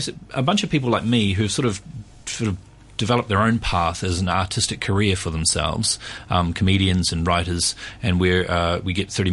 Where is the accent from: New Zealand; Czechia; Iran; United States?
New Zealand; Well, the thing is that in New Zealand, I'm from New Zealand, and in New Zealand, when I was a kid in the 70s